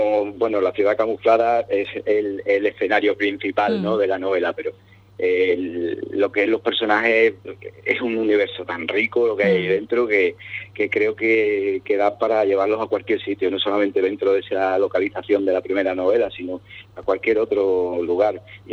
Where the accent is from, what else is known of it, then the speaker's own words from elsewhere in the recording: Cádiz, Andalusia, Spain; Como buenos gaditanos que somos, nos gusta mucho el humor.